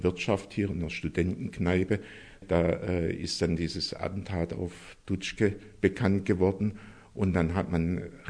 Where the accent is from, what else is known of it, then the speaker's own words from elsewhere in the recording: Stuttgart, Baden-Württemberg, Germany; bin eigentlich aus Stuttgart und habe 65 Abitur gemacht und studierte seit Sommersemester 65 hier in Tübingen